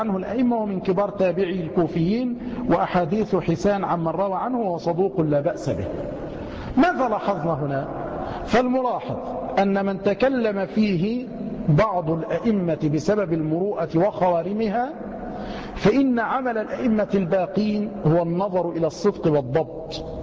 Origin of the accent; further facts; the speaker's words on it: Egypt; مع أن الجزار والسماك عندنا في مصر يعني منيرات